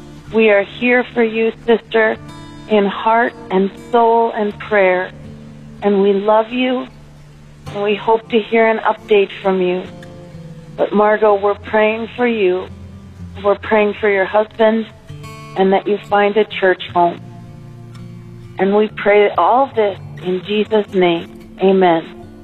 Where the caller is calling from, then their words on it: Savannah, Georgia, United States; in Savannah